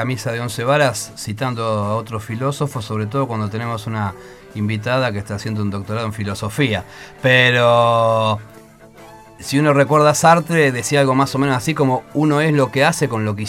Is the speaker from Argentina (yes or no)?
yes; Argentina; recordar lo que como argentinos, aunque no hubiésemos nacido, le hicimos a Paraguay